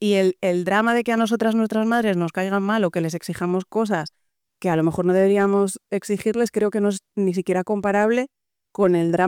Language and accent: Spanish; Spain; yo, que soy una mujer española nacida en 1974, me he criado